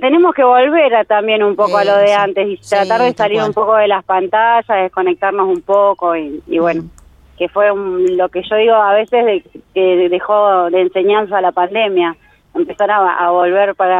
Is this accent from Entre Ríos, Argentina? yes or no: no; General Pico, La Pampa, Argentina; yo soy de Pico. Este año hace 15 años que vengo acá consecutivo.